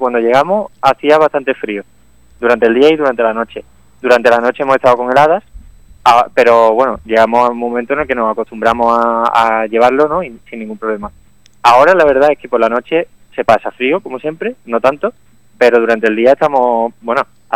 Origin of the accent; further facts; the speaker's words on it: Málaga, Andalusia, Spain; bueno, yo soy de Málaga